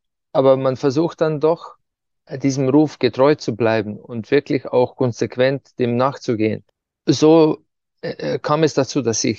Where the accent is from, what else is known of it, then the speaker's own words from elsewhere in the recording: Ptuj, Slovenia; die bei uns in der Stadt, wo ich herkomme, Ptuja, ja, bei Fastnacht, den Winter vertreibt.